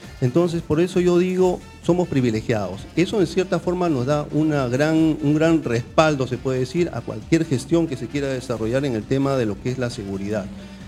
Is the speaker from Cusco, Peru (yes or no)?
no; Callao, Peru; born there; Yo soy chalaco de nacimiento. Yo nací en el Callao, tengo el orgullo de ser chalaco, a mucha honra.